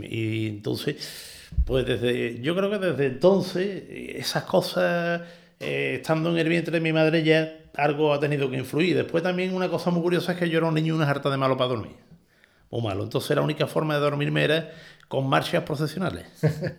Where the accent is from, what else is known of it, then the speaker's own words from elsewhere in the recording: Seville, Andalusia, Spain; born there; estábamos en Triana, en la calle Trabajo, que es donde yo nací